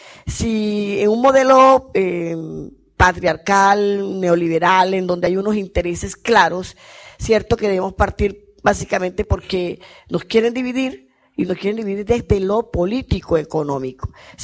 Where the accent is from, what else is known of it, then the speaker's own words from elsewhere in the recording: Colombia; Vengo de Colombia.